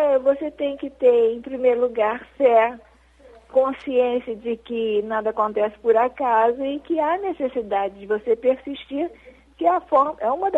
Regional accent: Rio de Janeiro, Brazil; Eu sou do centro do Rio de Janeiro.

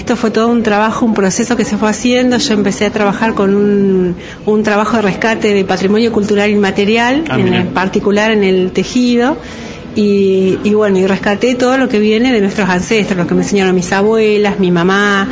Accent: El Cóndor, Río Negro, Argentina; soy del Balneario El Cóndor.

